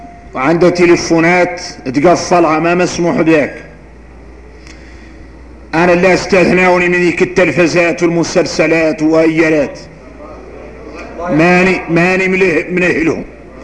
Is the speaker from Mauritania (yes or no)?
yes; Mauritania; واحنا موريتاني